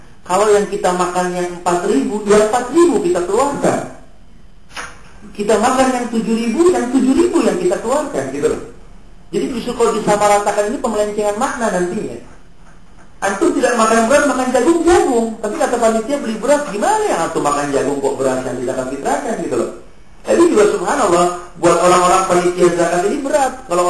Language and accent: Indonesian; Jakarta, Indonesia; suka di tradisi di Betawi ini, karena saya orang Betawi